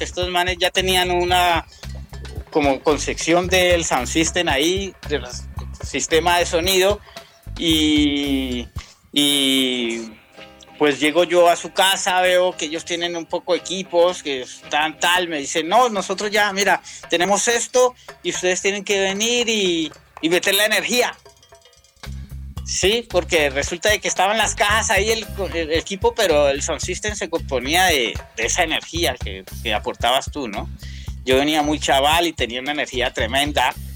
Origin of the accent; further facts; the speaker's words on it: Cali, Valle del Cauca, Colombia; now in Bogotá, Colombia; Bueno, estos se separan y ya venimos los rastas de Cali, porque Fanor nos llama: no, es que aquí hay un movimiento, tenemos que armar esto. Y nos reunimos en este bar y comenzamos como a enseñar lo que era la cultura reggae a la ciudad de Bogotá.